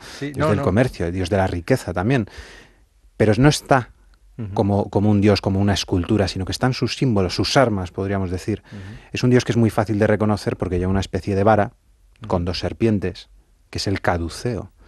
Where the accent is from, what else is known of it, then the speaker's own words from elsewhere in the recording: Madrid, Community of Madrid, Spain; los que somos madrileños como tú y yo de pura cepa